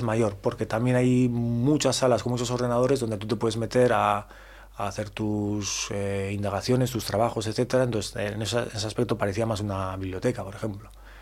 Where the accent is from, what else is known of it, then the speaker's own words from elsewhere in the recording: Bilbao, Basque Country, Spain; yo soy de Bilbao y me recordó un poco a Bilbao